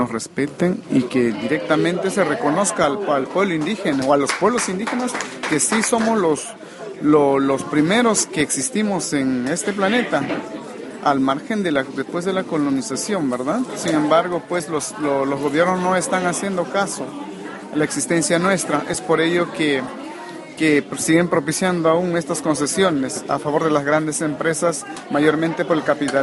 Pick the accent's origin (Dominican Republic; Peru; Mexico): Peru; Yo soy Ashaninka, yo soy del pueblo Ashaninka del país Perú.